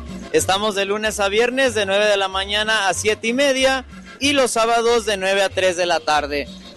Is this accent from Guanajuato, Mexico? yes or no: yes; Guanajuato, Mexico; Estoy de Guanajuato, Guanajuato.